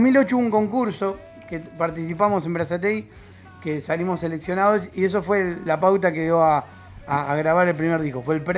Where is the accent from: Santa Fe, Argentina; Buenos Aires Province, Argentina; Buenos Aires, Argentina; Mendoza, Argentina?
Santa Fe, Argentina; Vera; Somos todos de Vera. Y de La Plata.